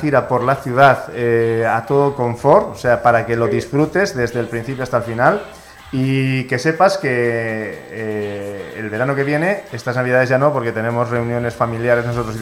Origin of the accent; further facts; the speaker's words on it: Catalonia, Spain; yo soy catalán también, yo soy culé